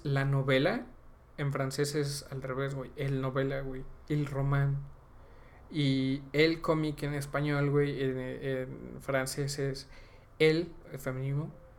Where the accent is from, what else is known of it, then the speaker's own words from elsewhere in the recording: Puebla, Mexico; accent: Poblano; es fácil para nosotros poblanos, güey, porque ya hablamos de por sí así nuestro acento. Estiramos las vocales.